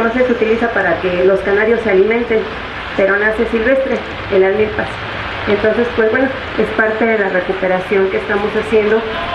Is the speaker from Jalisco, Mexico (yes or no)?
no; Santa Cecilia Tepetlapa, Mexico City, Mexico; Vengo de Santa Cecilia Tepetlapa. Todos lo conocen, es un pueblo que está ubicado en los pueblos de la montaña.